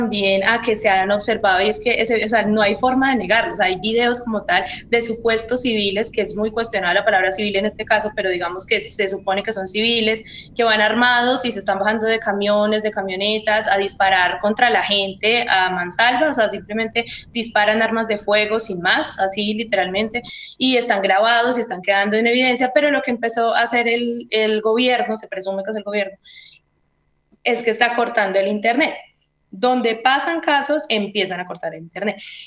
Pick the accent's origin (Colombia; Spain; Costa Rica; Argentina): Colombia; seguir visibilizando lo que está pasando en mi país